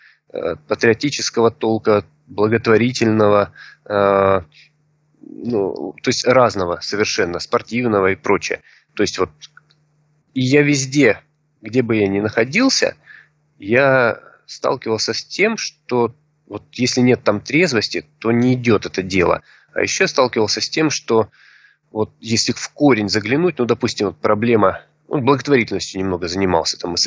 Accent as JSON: {"language": "Russian", "town": "Rostov-on-Don", "region": "Rostov Oblast", "country": "Russia", "said": "я учитель трезвости из Ростова-на-Дону"}